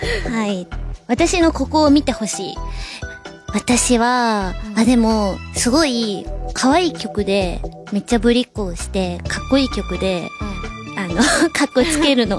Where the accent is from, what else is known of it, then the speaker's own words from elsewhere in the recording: Hyogo, Japan; 兵庫県出身です。